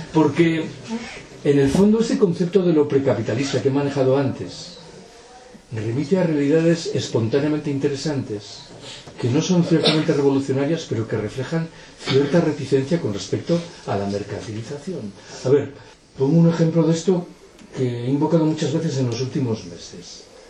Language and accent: Spanish; Galicia, Spain; Yo soy gallego, siempre he escuchado en Galicia un lamento